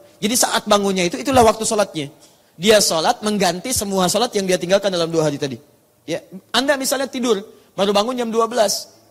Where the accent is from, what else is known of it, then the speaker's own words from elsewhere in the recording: Surabaya, East Java, Indonesia; born there; now in Jakarta, Indonesia; dari Tanah Kusir. Ya, lahir di Surabaya, tinggal di Tanah Kusir.